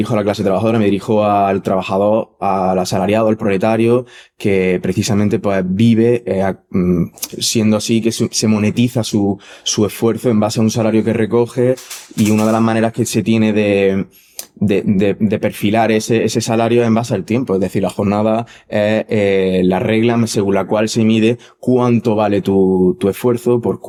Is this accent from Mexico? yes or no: no; Granada, Andalusia, Spain; soy de aquí de Granada.